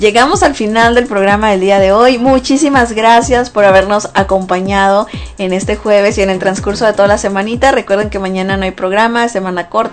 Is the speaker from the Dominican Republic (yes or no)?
no; Mexico; now in United States; Porque pues soy mexicana, mexicanos al grito de guerra.